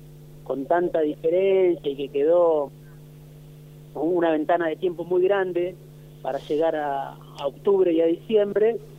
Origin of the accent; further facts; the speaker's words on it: Argentina; obviamente como tantos argentinos y argentinas trabajando quizá demasiado para tener un sueldo